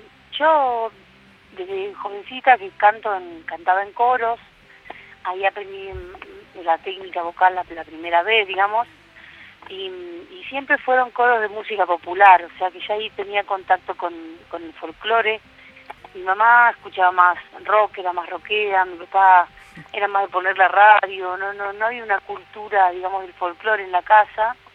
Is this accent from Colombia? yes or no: no; Bariloche, Río Negro, Argentina; moved away as an adult; now in Switzerland; yo nací en Buenos Aires y desde chiquitita, que digamos toda mi infancia y mi adolescencia, la pasé en Bariloche. Y me fui a Suiza desde Bariloche, sí.